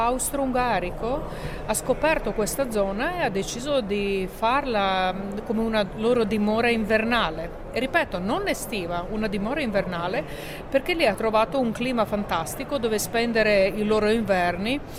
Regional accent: Primorje-Gorski Kotar County, Croatia; Poi la regione del Quarnero, da dove vengo io, che si trova nella parte settentrionale della Croazia, cioè dell'Adriatico, molto vicina all'Italia.

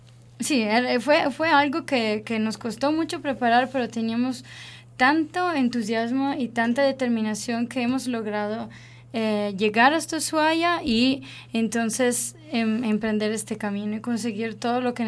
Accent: Italy; Spanish is a second language; nosotros primero de todo somos una familia italiana. … soy la mamá de la familia.

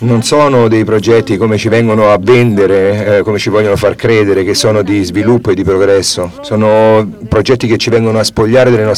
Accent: Oaxaca, Mexico; stiamo resistendo nella regione da cui vengo, quella dell'Istmo

